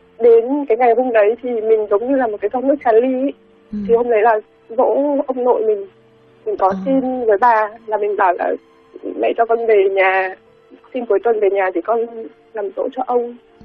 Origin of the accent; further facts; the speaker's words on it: Hanoi, Vietnam; mình sinh ra và lớn lên ở Hà Nội.